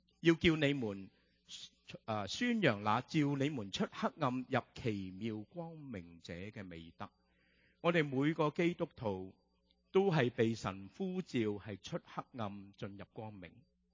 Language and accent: Chinese; Hong Kong; 我们由香港来的就喜欢吃蚝了。